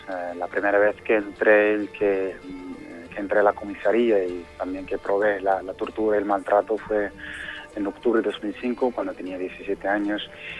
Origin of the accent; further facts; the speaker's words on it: Laayoune, Western Sahara; yo soy de la zona ocupada, soy de la capital del Sahara Occidental, soy de la Ayun. Uh-huh. Nací en los 88